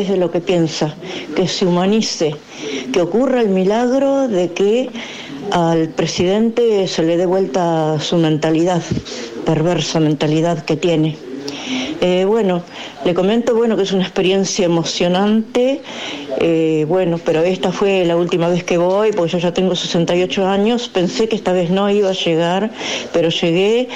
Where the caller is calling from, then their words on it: San Miguel del Monte, Buenos Aires Province, Argentina; soy de Monte.